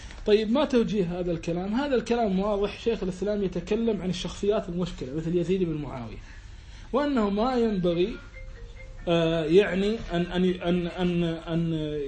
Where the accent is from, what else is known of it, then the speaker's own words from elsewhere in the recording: Kuwait; لا أنا لا أنا كويتي